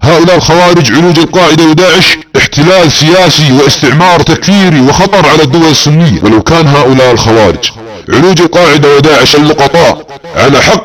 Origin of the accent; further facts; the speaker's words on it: Saudi Arabia; نحن السعوديون أبناء المملكة العربية السعودية